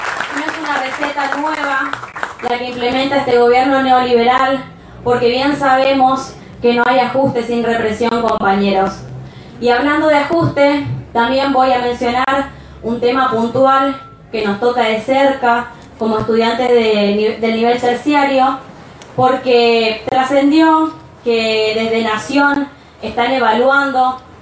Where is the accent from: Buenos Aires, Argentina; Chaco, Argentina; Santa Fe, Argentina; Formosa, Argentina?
Chaco, Argentina; Por eso nosotros, como estudiantes y como chaqueños, valoramos la federalización de este espacio